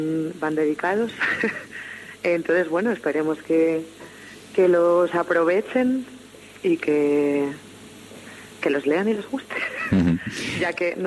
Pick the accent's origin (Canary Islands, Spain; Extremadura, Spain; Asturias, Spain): Asturias, Spain; nosotras somos el pueblo asturiano